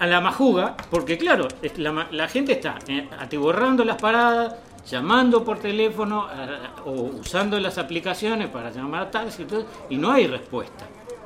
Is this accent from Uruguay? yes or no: yes; Uruguay; Los amigos de Estados Unidos somos los uruguayos.